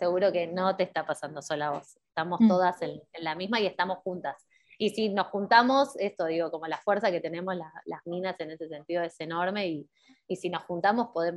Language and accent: Spanish; Argentina; porque nosotras particularmente somos de Argentina